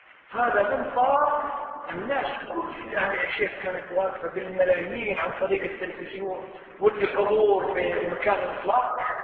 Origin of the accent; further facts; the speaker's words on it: Kuwait; شوف اي مستشفى عندنا في الكويت